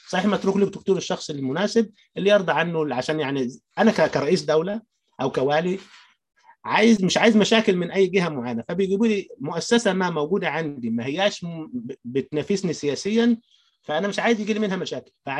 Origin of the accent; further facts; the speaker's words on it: Upper Egypt, Egypt; يعني خاصه انا من الصعيد وريف وده بلمسه بنفسي